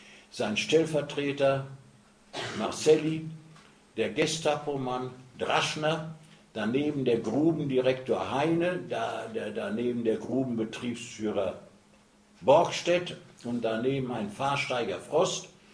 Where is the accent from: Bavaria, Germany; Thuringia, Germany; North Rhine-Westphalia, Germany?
North Rhine-Westphalia, Germany; bei uns im Ruhrgebiet heißt doch der Bergmann, das ist der Püttmann.